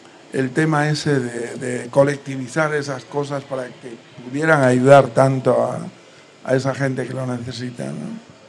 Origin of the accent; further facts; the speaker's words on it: Galicia, Spain; Soy gallego, pero resido aquí desde hace unos años.